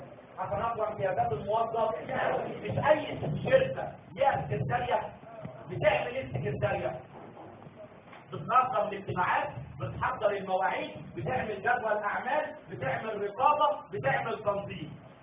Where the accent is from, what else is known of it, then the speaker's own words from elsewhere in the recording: Egypt; زي ما بيجوا عندنا في مصر يفتشوا على السجون